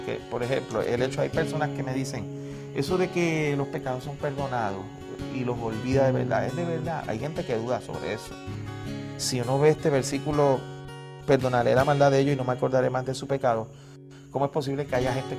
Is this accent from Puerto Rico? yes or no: yes; Puerto Rico; Venimos desde la isla del Encanto, Puerto Rico, y queremos darte un saludo